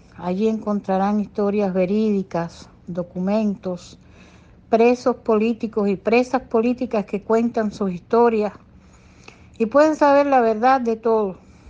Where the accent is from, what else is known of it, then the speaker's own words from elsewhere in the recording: Guanabacoa, Havana, Cuba; born there; la cárcel de Guanabacoa, que fue donde yo nací, en la cárcel de mujeres de Guanabacoa